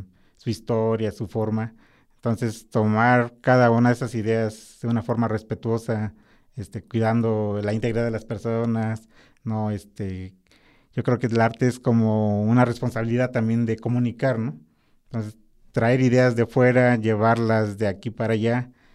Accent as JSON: {"language": "Spanish", "region": "Oaxaca", "country": "Mexico", "said": "porque pues yo soy de Oaxaca, ¿no?"}